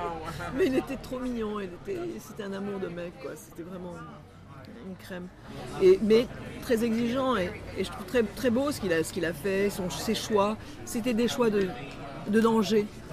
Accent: Morocco; born there; Parce que je suis francophone, comme vous. C'est-à-dire que je suis née au Maroc dans un pays qui était francophone.

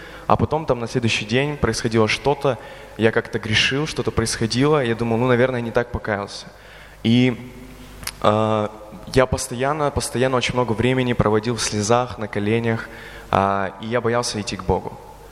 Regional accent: Belgorod, Belgorod Oblast, Russia; я вообще из Белгорода

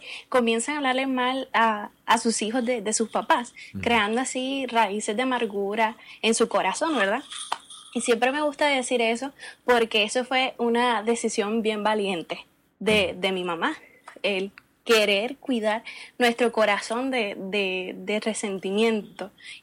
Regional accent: Puerto Rico; yo soy, como mencioné, de Puerto Rico. Fui nacida y crecida en el Evangelio.

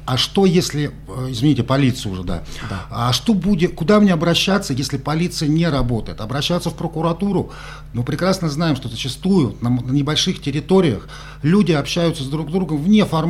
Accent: Moscow, Russia; Я этого как москвич

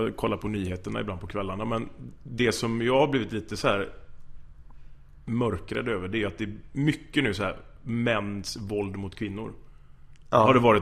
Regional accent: Gothenburg, Västra Götaland County, Sweden; Ordvits, jag är från Göteborg.

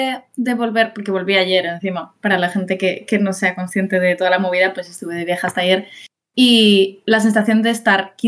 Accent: Sitges, Catalonia, Spain; Y luego me fui a la fiesta mayor de mi pueblo, de Sitges

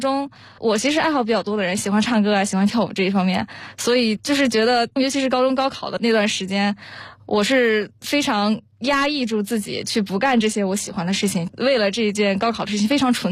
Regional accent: Karamay, Xinjiang, China; also born or lived in Ürümqi; now in United States; 我是从小学到高中一直是在新疆，我的家是在克拉玛依，因为很多重点中学都是在乌鲁木齐这个城市，所以我高中的时候其实是在乌鲁木齐读的。

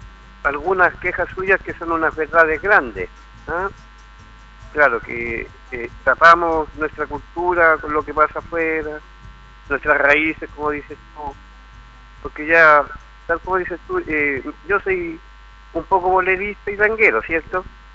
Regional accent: Chile; Si es la única vez que somos chilenos

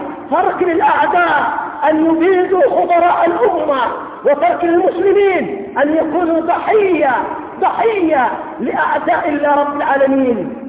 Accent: Yemen; وعندنا في اليمن لما قامت الدولة الاشتراكية الشيوعية في المحافظات الجنوبية

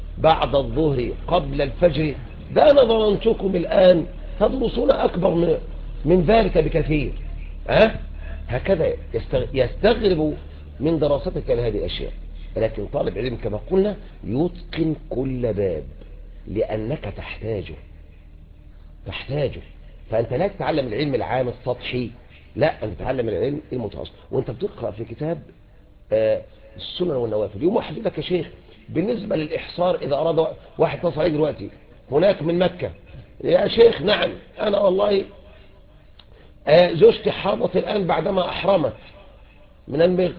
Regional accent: Egypt; شوف يعني احنا عندنا طبعا نحن مصريين ما شاء الله يعني عندنا الفتاكة في كل شيء

